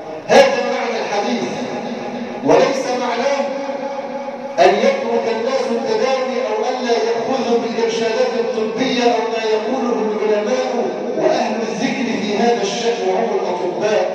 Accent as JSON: {"language": "Arabic", "country": "Egypt", "said": "اجعل بلادنا مصر آمنة مطمئنة، سخاء رخاء، وسائر بلاد"}